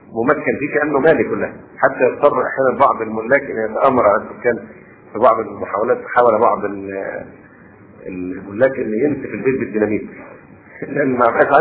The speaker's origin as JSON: {"language": "Arabic", "country": "Egypt", "said": "ولا شك ان هذه القضية بالذات هنا عندنا في مصر الان مشكلة في غاية التعقيد"}